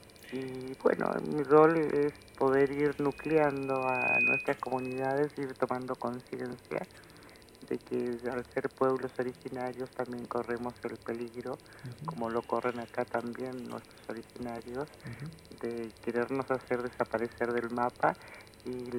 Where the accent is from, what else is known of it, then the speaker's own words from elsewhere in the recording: Chile; born there; moved away; El hecho de ser palestinos, o sea, yo nací en Chile, vine en el año principios del 74, después del golpe militar en el país en el que yo nací